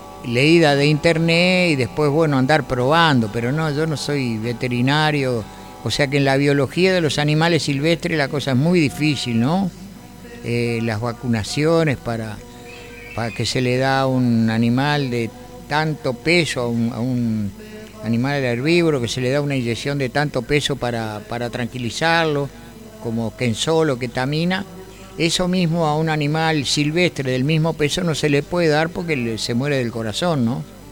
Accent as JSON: {"language": "Spanish", "region": "Montevideo", "country": "Uruguay", "tie": "born or raised there", "said": "yo soy oriundo de Montevideo, el barrio Atahualpa. Y siempre me quedé por esa zona"}